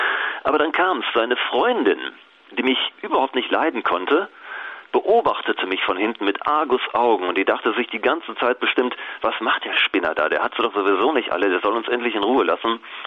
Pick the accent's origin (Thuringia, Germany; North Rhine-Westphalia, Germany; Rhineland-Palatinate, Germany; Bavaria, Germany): North Rhine-Westphalia, Germany; Ich bin aufgewachsen im Ruhrgebiet. Da gibt es viele Arbeiter, Stahlfabriken, Zechen und so weiter.